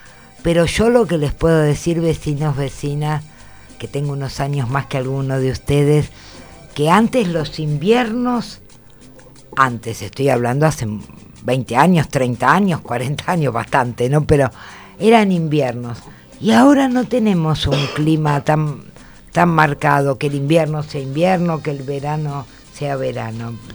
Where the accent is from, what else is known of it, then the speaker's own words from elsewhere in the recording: Buenos Aires, Argentina; Yo he nacido acá, soy una mujer de Capital